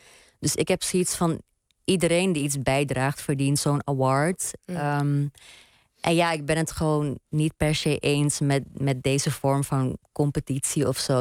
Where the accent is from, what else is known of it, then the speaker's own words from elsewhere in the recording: Netherlands; ik denk ook opgroeiende als Hindoestaanse en queer persoon in een land als Nederland, een westers land.